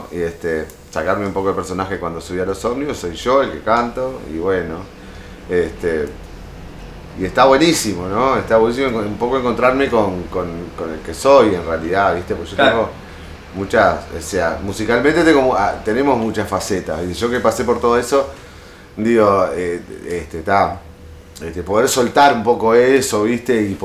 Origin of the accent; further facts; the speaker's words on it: Montevideo, Uruguay; born there; Bueno, mi hermano, nacimos en el Parque Rodó.